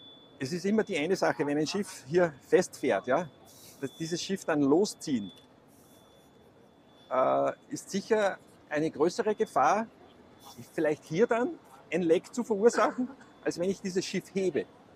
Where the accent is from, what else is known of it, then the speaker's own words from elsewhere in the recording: Austria; weil ich komme ja aus Österreich